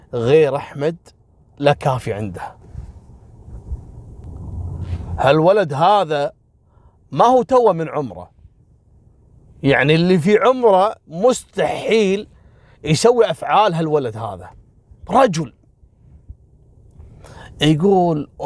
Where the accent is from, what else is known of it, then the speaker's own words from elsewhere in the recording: Kuwait; أنا ذاكر لكم قصة حصلت عندنا في الكويت